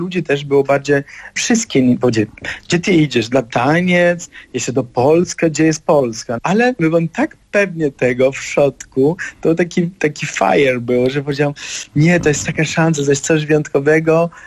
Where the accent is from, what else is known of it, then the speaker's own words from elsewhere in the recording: Germany; Polish is a second language; now in Poland; Ja się wychowałem w Niemczech, jestem synem imigrantów z Sycylii